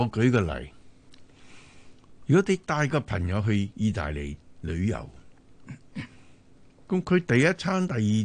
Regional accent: China; 我哋中国人成日话，我哋去外地都会水土不服。

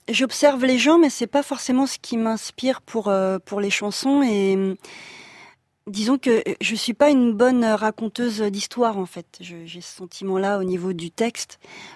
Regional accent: Noisy-le-Sec, Île-de-France, France; born there; je suis née à Noisy-le-Sec

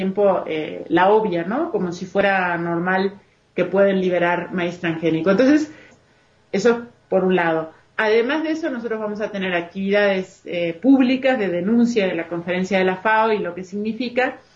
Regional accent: Uruguay; now in Mexico; De por sí trabajo en México, pero soy uruguaya.

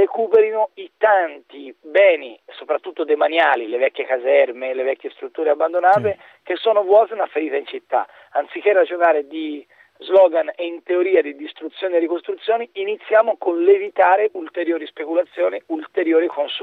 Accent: Florence, Tuscany, Italy; sarà che sono nato e cresciuto a Firenze, quindi come tale ritengo questa città un patrimonio straordinario

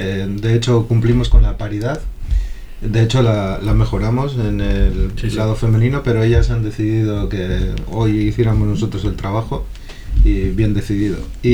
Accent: Barakaldo, Basque Country, Spain; pues somos de Baracaldo

